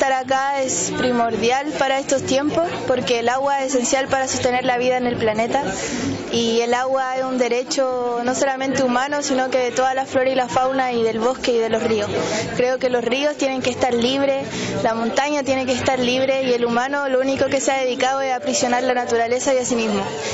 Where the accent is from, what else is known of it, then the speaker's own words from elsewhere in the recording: Santiago, Santiago Metropolitan Region, Chile; soy de Santiago, vengo con el Bloque Andino a bailar guainito.